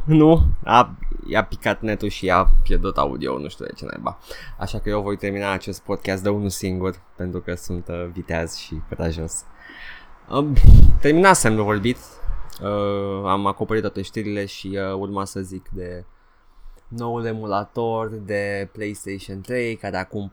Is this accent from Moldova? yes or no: no; Transylvania, Romania; accent: Transylvanian; am început să fac accentul meu de ardelean.